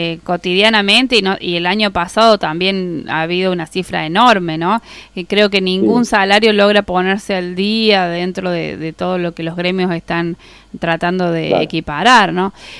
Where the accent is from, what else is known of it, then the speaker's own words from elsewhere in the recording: Córdoba, Argentina; yo como buena cordobesa